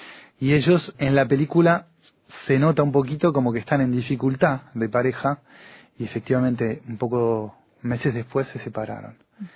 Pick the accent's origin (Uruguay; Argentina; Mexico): Uruguay; now in France; yo soy uruguayo, y hace muchos años que estoy en Francia